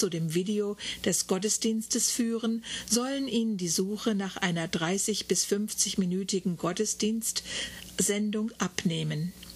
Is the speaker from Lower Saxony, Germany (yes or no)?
yes; Rinteln, Lower Saxony, Germany; der Rintelner Gegend, Bückeburg und Lindorf sind, die ich selber zusammengetragen habe, denn das ist meine Heimat bzw. die Heimat meines Vaters nahe Hannover im Norden Deutschlands